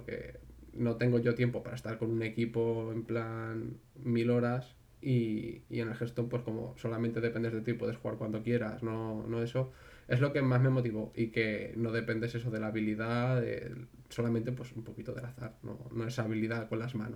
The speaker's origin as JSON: {"language": "Spanish", "town": "Valencia", "region": "Valencian Community", "country": "Spain", "said": "Buenas tardes, correcto, sí, soy de Valencia."}